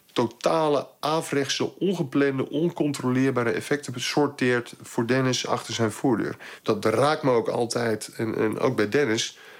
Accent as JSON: {"language": "Dutch", "country": "Netherlands", "said": "Dat trekken wij als Nederlanders niet."}